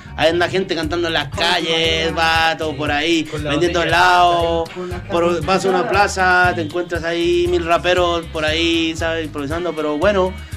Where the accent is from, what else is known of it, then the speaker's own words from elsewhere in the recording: Chile; now in Spain; No sé, en Chile, bueno, yo es que soy chileno, ¿sabes?